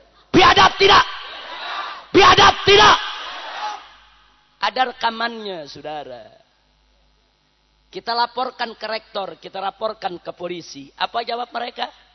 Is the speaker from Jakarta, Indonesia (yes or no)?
yes; Jakarta, Indonesia; Saya lahir di Jakarta, besar di Jakarta.